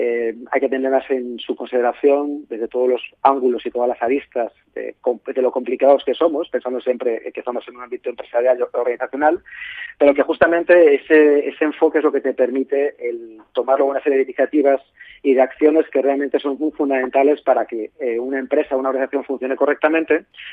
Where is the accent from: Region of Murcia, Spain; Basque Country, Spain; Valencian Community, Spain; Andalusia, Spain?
Valencian Community, Spain; Valencia; Yo soy de Valencia, estoy aquí en Valencia